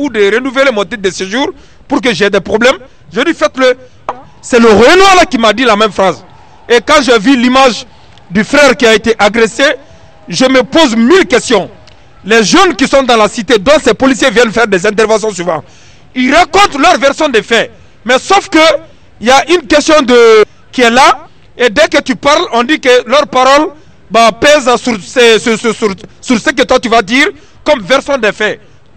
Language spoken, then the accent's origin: French; Guinea; now in Paris, France; Je suis guinéen de nationalité. Je suis agent de sécurité.